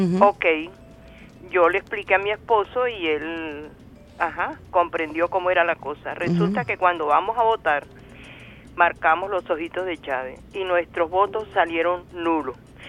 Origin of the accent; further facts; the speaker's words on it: Colombia; Colombia se dejó vencer y te lo digo que soy colombiana.